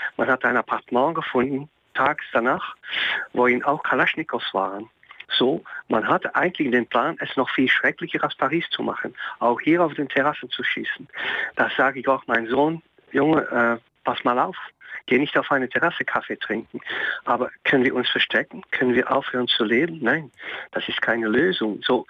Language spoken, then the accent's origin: German; Belgium; German is a second language; weil wir natürlich als Belgier immer hochten, dass wir mit Ironie leben können, dass wir eine offene Gesellschaft haben, dass wir nicht rassistisch sind